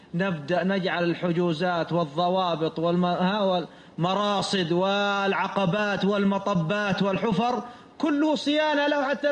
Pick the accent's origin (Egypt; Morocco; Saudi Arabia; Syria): Saudi Arabia; والتبليغ عندنا في السعودية